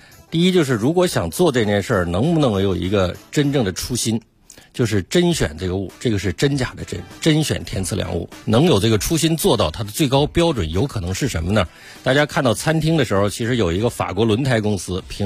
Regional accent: Gansu, China; 比如说我是甘肃人，我小时候就吃一款瓜叫白兰瓜

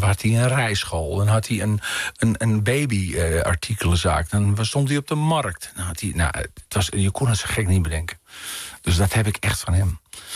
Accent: Amsterdam, North Holland, Netherlands; als ik terugdenk aan de tijd in Amsterdam-Noord en Floradorp, waar ik ben opgegroeid

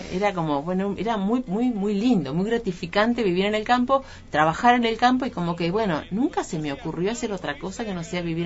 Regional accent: San Antonio Este, Río Negro, Argentina; Yo nací en un pueblo de Río Negro, que es en la costa, que se llama San Antonio Este. Un pueblo de pescadores, de gente dedicada a la pesca.

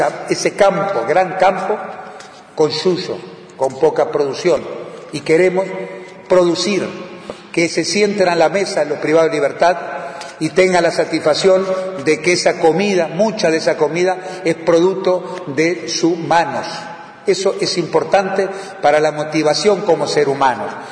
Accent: Uruguay; como ciudadano, como uruguayo, como funcionario público, como director del INR

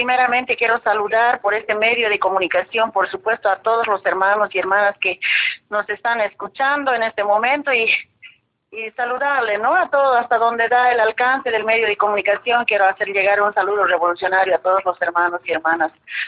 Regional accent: Bolivia; nosotros, como bolivianas, como mujeres interculturales, como organizaciones sociales, buscamos de que en Bolivia se pueda respetar la lucha de las mujeres

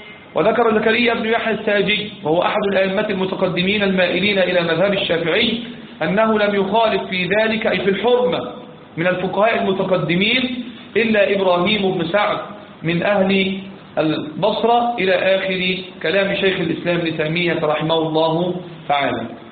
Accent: Egypt; كان زمان عندنا في مصر

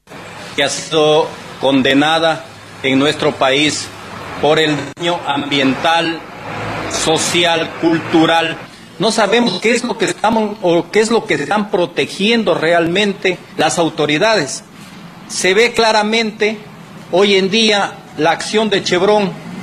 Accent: Lago Agrio, Sucumbíos, Ecuador; born there; Yo nací aquí en Lago Agrio, a unos 200 metros del segundo pozo que perforó Texaco el 20 de noviembre de 1973.

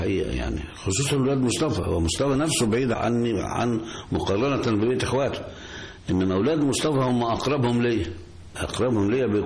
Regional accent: Gharbia, Egypt; فيبقى انا من هولين مركز السنطة مدرية طنطا

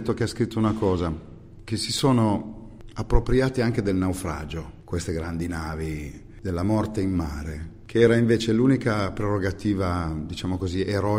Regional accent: Piedmont, Italy; born there; io sono nato in provincia di Cuneo, che ha come unica barriera rispetto al mare le Alpi Marittime.

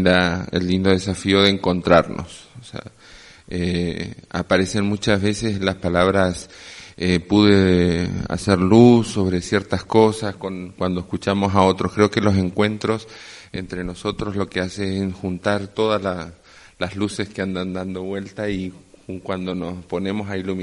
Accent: Corrientes, Argentina; vengo de Corrientes, Argentina.

